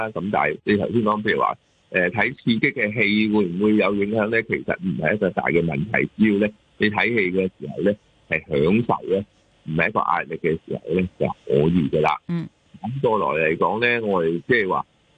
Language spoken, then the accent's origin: Cantonese; China; 我哋中国人嘅饮食或者去出街食嘢嘅饮食咧，都会嘅盐分高啦